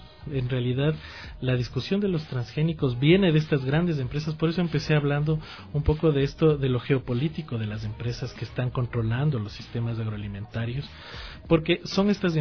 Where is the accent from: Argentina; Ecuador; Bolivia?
Ecuador; sino a nuestras realidades como ecuatorianos